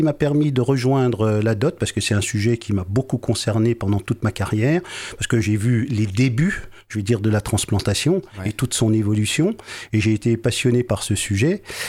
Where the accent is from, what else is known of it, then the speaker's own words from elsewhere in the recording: Belfort, Bourgogne-Franche-Comté, France; Alors, je suis originaire de Belfort, mais j'ai fait toutes mes études à Nancy et j'ai travaillé toute ma carrière au CHU de Nancy